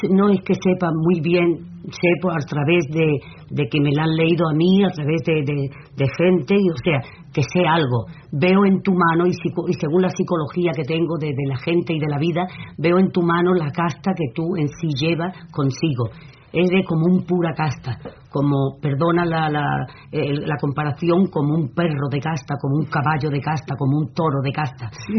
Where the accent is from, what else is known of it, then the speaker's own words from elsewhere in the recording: Andalusia, Spain; yo soy del sur, yo soy de andaluza